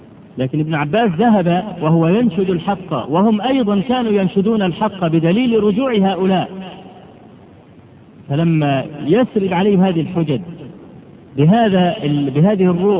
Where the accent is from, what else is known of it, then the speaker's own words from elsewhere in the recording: Egypt; عندنا في مصر الضغط من العوام كبير جدا وكثير